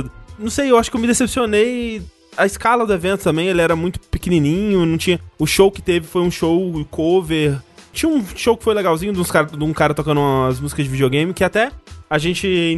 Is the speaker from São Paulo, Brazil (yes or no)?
no; Coronel Fabriciano, Minas Gerais, Brazil; eu sou criança do interior... Interior nunca teve evento de anime. Acho que até hoje nunca deve ter tido um evento de anime lá na minha cidade, Coronel Fabriciano.